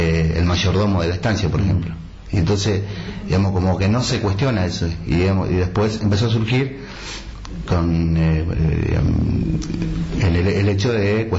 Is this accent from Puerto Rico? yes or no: no; Pilcaniyeu, Río Negro, Argentina; born there; now in El Bolsón, Argentina; Pilcanilleu. Pilcanilleu queda... cerca de Bariloche, más o menos, 60 kilómetros, Bariloche, línea sur, más o menos.